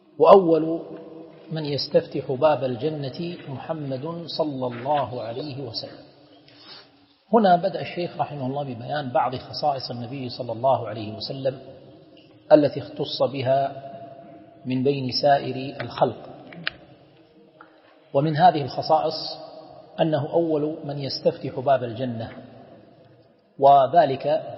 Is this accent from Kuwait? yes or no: yes; Kuwait; والشفاعة احنا نسميها بالعامية الواسطة عندنا في الكويت